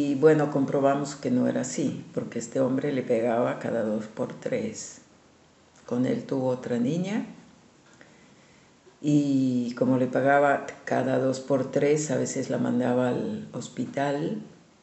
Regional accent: La Paz, Bolivia; born there; yo soy nacida en La Paz, Bolivia, en la ciudad más alta del mundo, que está a 3.900 metros de altura, de clima seco, muy seco, pero donde siempre hay sol.

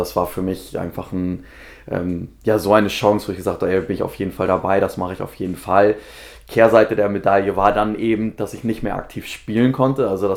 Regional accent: Hamburg, Germany; Also ich bin gebürtiger Hamburger, wohne auch immer noch in Hamburg.

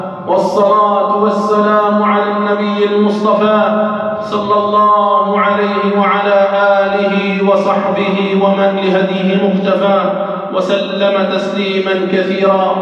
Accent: Algeria; اللهم احفظ بلدنا الجزائر من كل سوء ومكروه

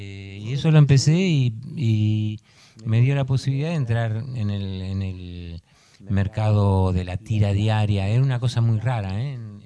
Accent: Argentina; moved away; Yo dije, vengo de Argentina, de una dictadura, y en Francia me van a censurar.

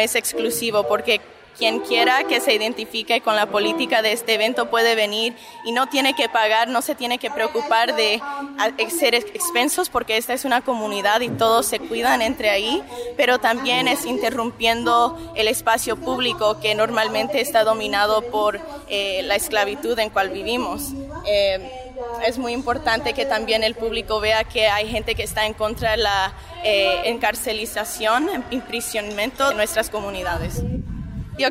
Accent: San Fernando Valley, California, United States; Yo crecí en el Valle de San Fernando. Mi papá es alemán, judío, chileno. Mi mamá es guatemalteca.

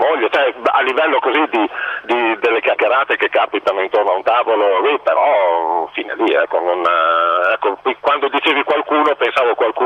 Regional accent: Bologna, Emilia-Romagna, Italy; No, io sono di Bologna, sono bolognese proprio puro sangue, comunque per lavoro sono spessissimo a Napoli.

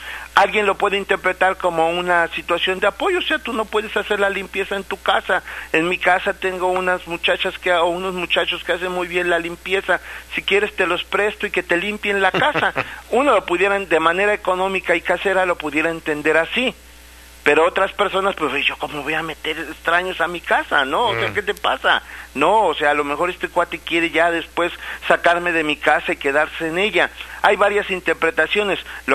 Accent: Mexico; nosotros decimos como mexicanos

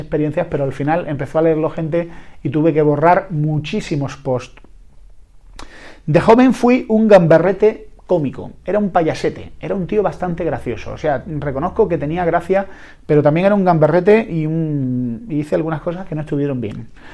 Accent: Andalusia, Spain; Sí, soy andaluz, siempre pienso que me van a atracar

